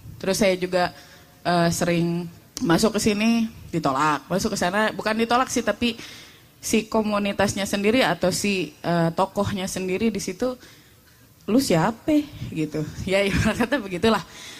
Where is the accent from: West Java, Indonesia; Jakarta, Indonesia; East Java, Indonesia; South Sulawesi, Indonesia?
West Java, Indonesia; Bekasi; saya dari Bekasi.